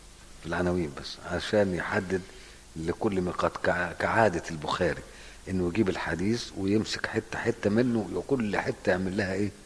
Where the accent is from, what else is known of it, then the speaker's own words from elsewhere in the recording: Egypt; يعني احنا لما بنيجي نحرم واحنا جايين من مصر